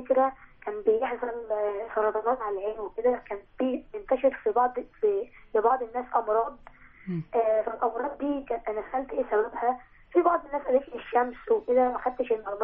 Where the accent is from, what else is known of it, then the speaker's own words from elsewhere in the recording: Kafr el-Dawwar, Beheira, Egypt; من مركز قصر الدوار محافظه البحيره عندي 13 سنه